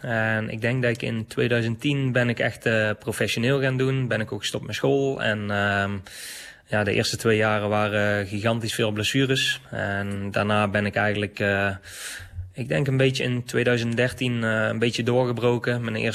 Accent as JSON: {"language": "Dutch", "town": "Hees", "country": "Netherlands", "said": "ja, ik kom uit Hees. Hees en omstreken zijn we altijd aan het graven geweest."}